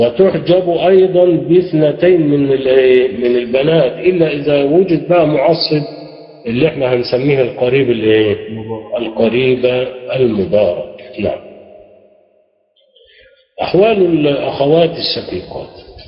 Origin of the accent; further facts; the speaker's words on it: Egypt; ودي اللي احنا عندنا في مصر بنسميها الوصيه الايه؟